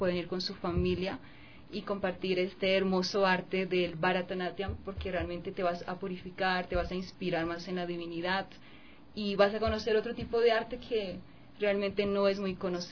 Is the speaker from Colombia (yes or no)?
yes; Colombia; now in Ecuador; Yo soy de Colombia, pero ya vivo 8 años acá